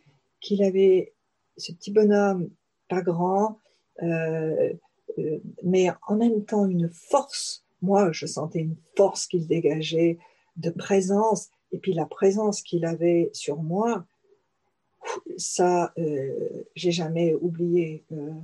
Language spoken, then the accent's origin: French; France; accent: French; en français, ne serait-ce que pour écouter mon accent français